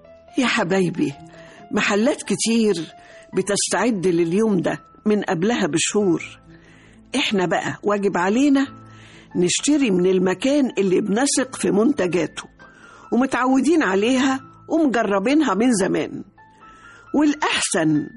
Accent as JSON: {"language": "Arabic", "country": "Egypt", "said": "أنا الحقيقة مصرية قوي، مصرية جدا، وبحب كل ما هو مصري."}